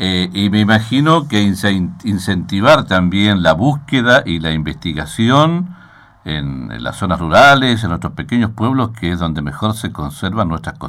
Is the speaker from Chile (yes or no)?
no; Río Negro, Argentina; Ahora, la duda que está, ¿qué somos los patagónicos, qué somos los rionegrinos, no?